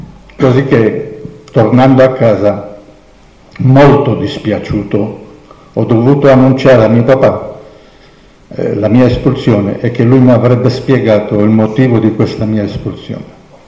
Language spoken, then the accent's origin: Italian; Rhodes, South Aegean, Greece; now in Italy; sono nato a Rodi, nell'isola delle Rose. Facevo parte di una comunità ebraica composta da 5.000-6.000 persone.